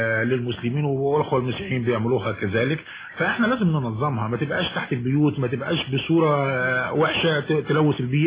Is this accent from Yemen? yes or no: no; Egypt; احنا كعادتنا كمصريين او شرقيين بنعمل اكتر من المطلوب في العزومات